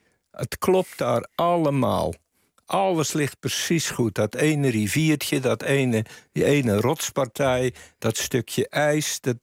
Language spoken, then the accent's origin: Dutch; Zeeland, Netherlands; Ik kom uit Zeeland, uit de wijsheid van Walcheren.